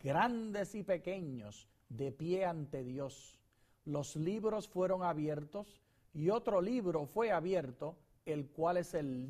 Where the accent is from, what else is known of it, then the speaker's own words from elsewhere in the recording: Puerto Rico; Como puertorriqueño tengo que decir ¡ay, bendito!